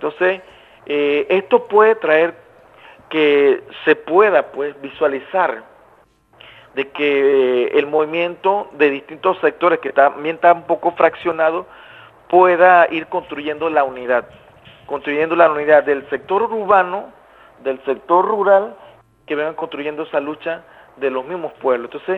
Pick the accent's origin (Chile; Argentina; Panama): Panama; hemos estado aquí en Costa Rica en los últimos tiempos dándole cobertura a esto, pese a que nosotros somos de Panamá